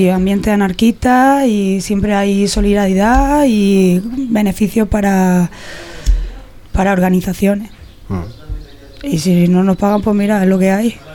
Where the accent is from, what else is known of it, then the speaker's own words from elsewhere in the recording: Murcia, Region of Murcia, Spain; Menos en mi ciudad, en ya, mi tierra, que todavía estoy esperando a que me inviten.